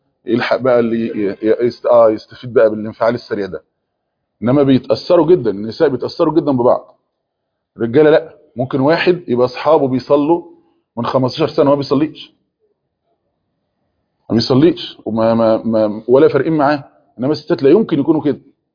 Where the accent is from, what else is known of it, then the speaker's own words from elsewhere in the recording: Egypt; احنا كان عندنا في مصر كام واحدة كده حيزبونة